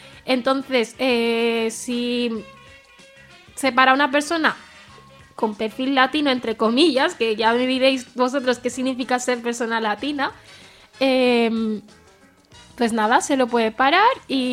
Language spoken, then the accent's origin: Spanish; Spain; born there; gente como yo, que hemos nacido aquí, no somos españoles, para empezar